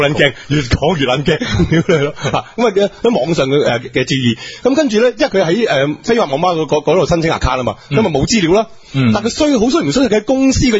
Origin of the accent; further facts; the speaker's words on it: Foshan, Guangdong, China; 所以我佛山人，我唔好食啦。